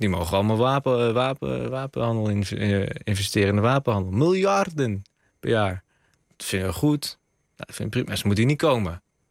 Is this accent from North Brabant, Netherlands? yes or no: yes; Roosendaal, North Brabant, Netherlands; Ik kom uit Roosendaal, hè?